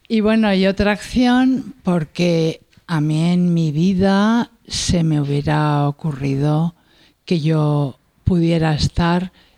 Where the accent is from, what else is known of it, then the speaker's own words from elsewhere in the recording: Madrid, Community of Madrid, Spain; como soy de Madrid ciudad, pues me hago un poco lío con Fuenlabrada, Móstoles, Leganés, no los controlo mucho